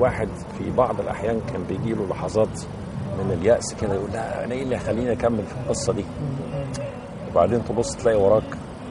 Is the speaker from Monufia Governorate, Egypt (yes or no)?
no; Cairo, Cairo Governorate, Egypt; انا، اصلا ابويا من القليوبيه، يعني اصلا بس احنا اتربينا واتولدنا كلنا في القاهره.